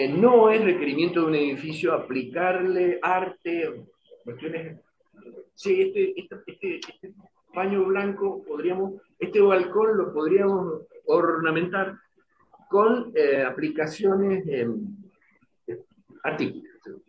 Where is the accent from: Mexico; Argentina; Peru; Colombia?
Argentina; Mendoza